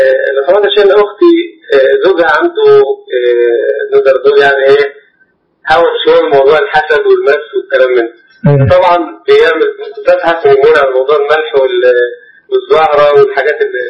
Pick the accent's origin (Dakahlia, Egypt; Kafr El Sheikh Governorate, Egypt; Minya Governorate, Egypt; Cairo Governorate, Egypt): Minya Governorate, Egypt; Minya; انا من المنيا.